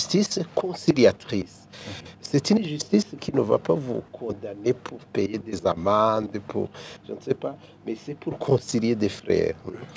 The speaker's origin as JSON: {"language": "French", "country": "Burundi", "said": "Et ici, chez nous, au Burundi aussi."}